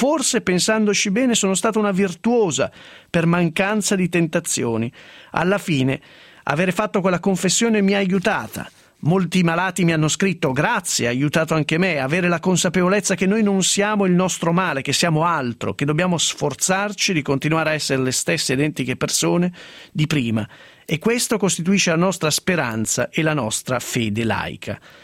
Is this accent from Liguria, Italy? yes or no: no; Piedmont, Italy; Io che sono una piemontese riservata anche sulle disgrazie